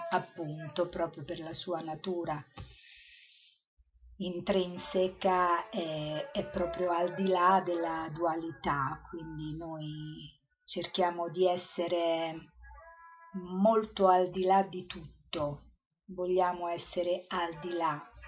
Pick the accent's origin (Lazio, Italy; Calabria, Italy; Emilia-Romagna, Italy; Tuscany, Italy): Lazio, Italy; Rome; sono nata a Roma, ho vissuto prevalentemente a Roma